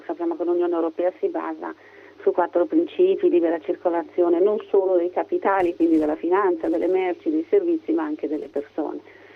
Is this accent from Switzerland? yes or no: yes; Switzerland; calato in un periodo in cui purtroppo la crisi economica ha toccato tutti, seppur con meno intensità, il mio paese.